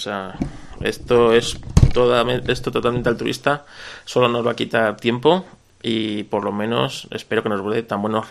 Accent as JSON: {"language": "Spanish", "country": "Spain", "said": "Yo soy un autónomo español."}